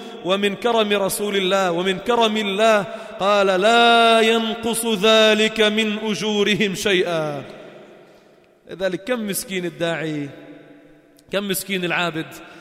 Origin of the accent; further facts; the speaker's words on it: Lebanon; أنت من وين أنا من وين، قلت له I'm from Lebanon، من لبنان